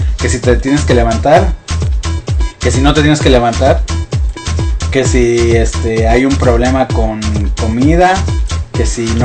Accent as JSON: {"language": "Spanish", "region": "Mexico City", "country": "Mexico", "said": "nosotros venimos de la Ciudad de México"}